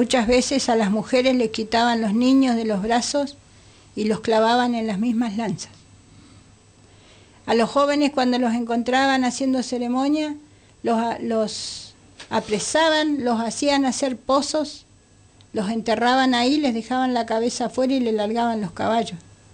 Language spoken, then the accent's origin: Spanish; Bariloche, Río Negro, Argentina; Yo me crié en Bariloche